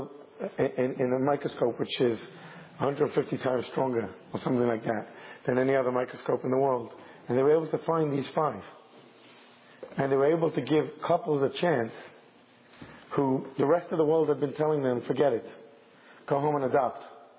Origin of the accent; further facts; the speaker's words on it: United Kingdom; I'm clearly a Brit